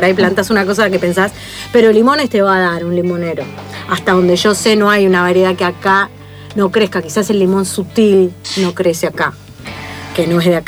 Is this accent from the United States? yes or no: no; Argentina; soy cuarta generación argentina, pero dale, soy rubia, soy polaca.